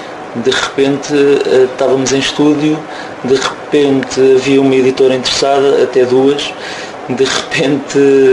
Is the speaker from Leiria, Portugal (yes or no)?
yes; Marinha Grande, Leiria, Portugal; eu sou da Marinha Grande e algumas pessoas são de Leiria dentro da banda